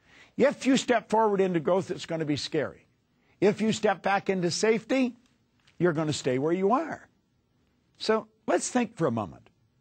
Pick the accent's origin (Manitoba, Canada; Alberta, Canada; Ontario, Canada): Ontario, Canada; I was born and raised in Northern Ontario in Canada.